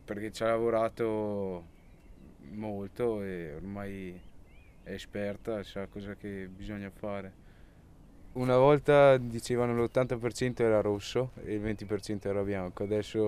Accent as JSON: {"language": "Italian", "town": "Besenello", "region": "Trentino-Alto Adige", "country": "Italy", "said": "sono di Besenello e ho 21 anni e ho studiato presso l'Istituto Agrario di San Michele."}